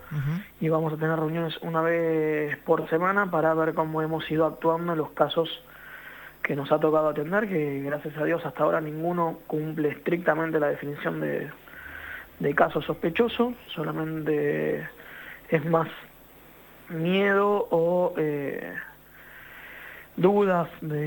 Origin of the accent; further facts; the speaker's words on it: Florencio Varela, Buenos Aires Province, Argentina; el Hospital de Florencio Varela, acá en mi pueblo